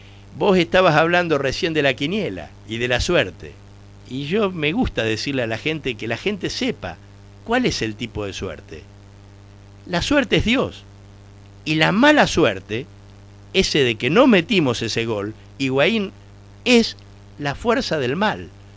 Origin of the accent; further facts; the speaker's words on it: Argentina; somos competitivos los argentinos